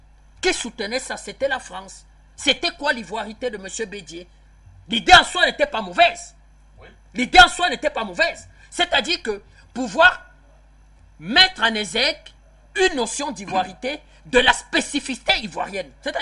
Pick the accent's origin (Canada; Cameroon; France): Cameroon; Je suis Camerounais. J'ai jamais été au Burkina Faso.